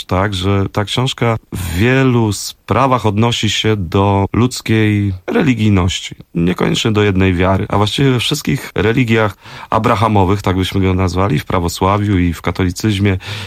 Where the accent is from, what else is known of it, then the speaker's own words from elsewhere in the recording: Warsaw, Masovian Voivodeship, Poland; ja właśnie się wychowywałem na Stegnach, obok była Sadyba i w moim dzieciństwie jeszcze bardzo dużo tych starszych panów hodowało gołębie